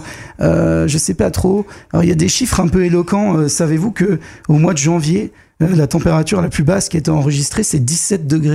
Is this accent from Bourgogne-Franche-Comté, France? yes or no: no; Grand Est, France; on n'est pas allemand, on est français, mais surtout on est lorrain, ouais